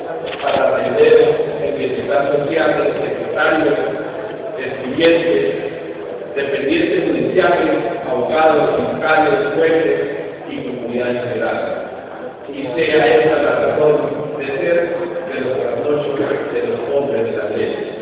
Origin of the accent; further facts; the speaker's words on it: Colombia; Y como colombianos nos preguntamos